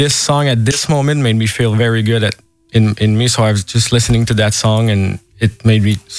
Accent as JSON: {"language": "English", "town": "Montreal", "region": "Quebec", "country": "Canada", "said": "Yeah, I came all the way from Montreal. I arrived yesterday"}